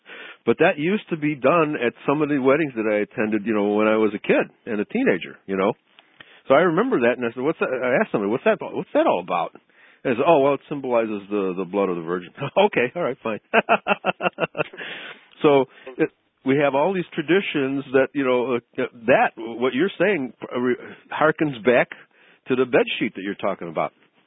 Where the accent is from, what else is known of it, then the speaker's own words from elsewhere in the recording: Chicago, Illinois, United States; Well, I remember as a child growing up in Chicago, going to numerous wedding feasts